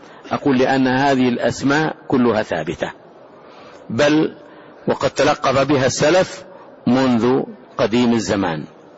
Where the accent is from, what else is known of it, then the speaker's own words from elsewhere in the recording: Saudi Arabia; هذه البلاد، بلادنا المملكة العربية السعودية